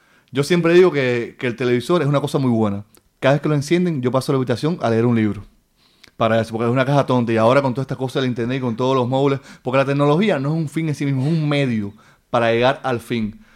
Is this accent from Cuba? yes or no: yes; Cuba; now in Spain; en mi país, en Cuba, he dejado un listado pegado en mi biblioteca de los libros que debía leer.